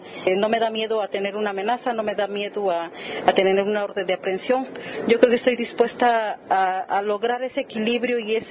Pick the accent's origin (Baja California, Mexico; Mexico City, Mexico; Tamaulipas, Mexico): Baja California, Mexico; San Quintín; soy jornalera desde que tenía 11 años. Soy del Valle de San Quintín, Baja California.